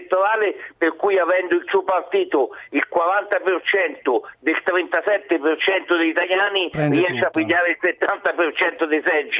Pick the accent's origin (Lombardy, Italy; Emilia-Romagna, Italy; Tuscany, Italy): Tuscany, Italy; Verdini, essendo toscano come me